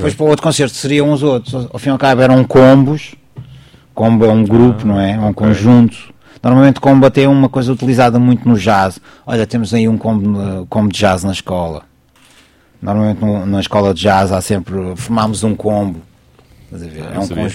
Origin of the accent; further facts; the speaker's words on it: Lisbon, Portugal; Nós somos de Lisboa.